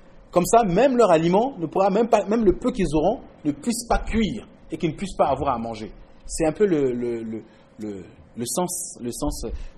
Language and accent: French; Quebec, Canada; douter de notre capacité, notre en tant que Québécois, à se révolter.